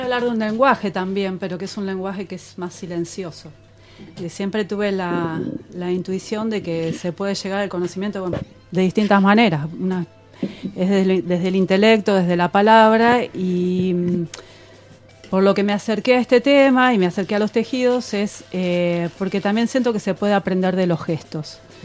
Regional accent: Buenos Aires, Argentina; born there; Yo nací acá en Buenos Aires

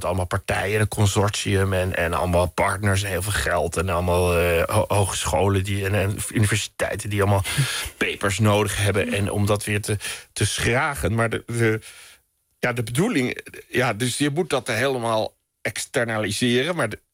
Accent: Amsterdam, North Holland, Netherlands; Ik kom uit Amsterdam bij het Veldert.

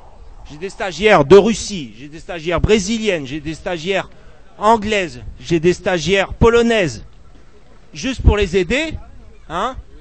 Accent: Nantes, Pays de la Loire, France; Je suis pas de Paris, je suis de Nantes, enfin à côté de Nantes. Je vis dans une petite commune de 3000 habitants.

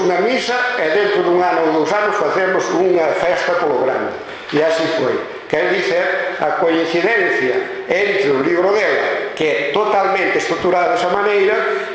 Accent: Vila Seca, Galicia, Spain; eu sinto-me orgulloso de ser limiado. E dentro da línea eu son de Vila Seca, e ademais Vila e pois Seca, separada.

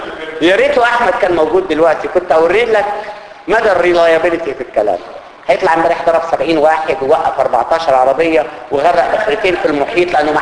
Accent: Upper Egypt, Egypt; انا راجل صعيدي يعني جاي من الطينة عادي.

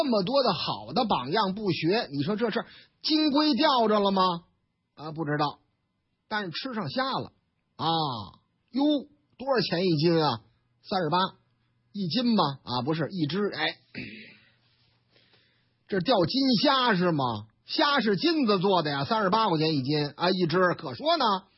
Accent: Shandong, China; 我们山东人什么时候丢个这个人呢？

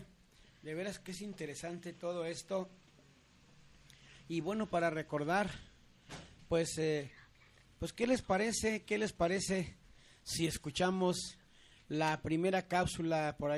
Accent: Magdalena, Jalisco, Mexico; now in Guadalajara, Mexico; porque ahí en Magdalena, pues, se dice que es el lugar del ópalo. Luego les presentaré un documental de mi pueblo querido.

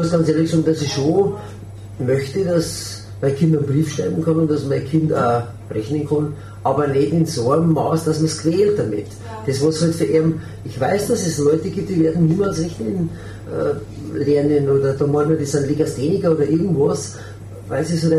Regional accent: Bavaria, Germany; Und dann bin ich ein Bayer und bin ein bisschen anders drauf

